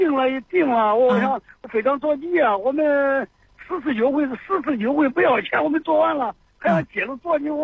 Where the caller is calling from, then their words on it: Zhengzhou, Henan, China; 我是郑州的。